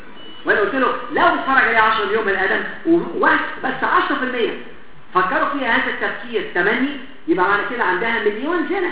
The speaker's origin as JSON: {"language": "Arabic", "town": "Alexandria", "region": "Alexandria Governorate", "country": "Egypt", "said": "عارف عندنا في اسكندريه"}